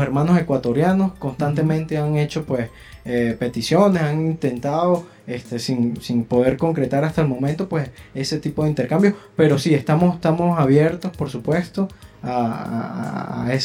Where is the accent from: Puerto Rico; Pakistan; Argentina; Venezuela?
Venezuela; principalmente somos ingenieros venezolanos